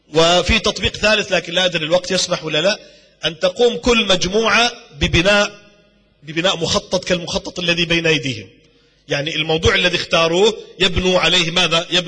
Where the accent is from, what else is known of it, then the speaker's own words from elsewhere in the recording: Jordan; في عندنا في الأردن، في جامعة آل البيت، في الجامعة الهاشمية، في جامعة العلوم الإسلامية، في الجامعة الإسلامية، في جامعة الكويت، اشتغلت أنا في العديد من الجامعات،